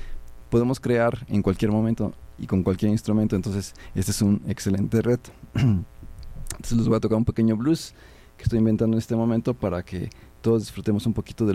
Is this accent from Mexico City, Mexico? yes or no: yes; Mexico City, Mexico; born there; Pues según mis padres, porque yo no me acuerdo, yo nací en la Ciudad de México.